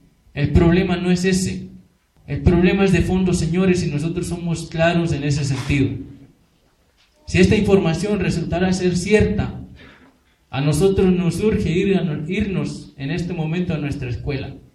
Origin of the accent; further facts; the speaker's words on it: Guerrero, Mexico; porque somos guerrerenses, somos campesinos